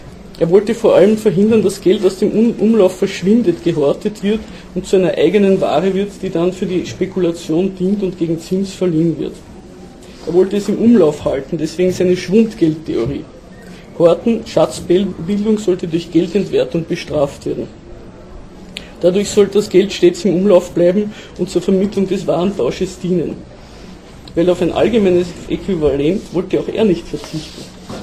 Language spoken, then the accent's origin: German; Austria; aber bei uns in Österreich war das das sogenannte Freigeld oder Notgeld von Wörgl.